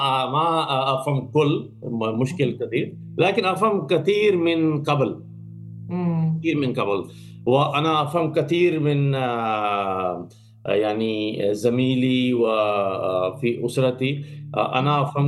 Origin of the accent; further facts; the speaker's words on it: Pakistan; Arabic is a second language; So, من أصل أنا من الباكستان، أنا مسلم، أحب أقرأ تاريخ، تاريخ باكستان وتاريخ الإسلام وتاريخ عالم العربي عربية